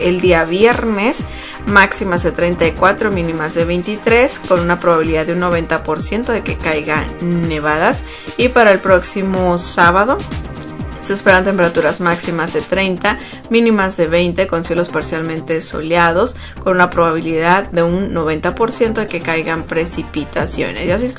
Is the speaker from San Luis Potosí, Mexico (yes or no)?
no; Sonora, Mexico; En la frontera con México, de donde yo soy, de Sonora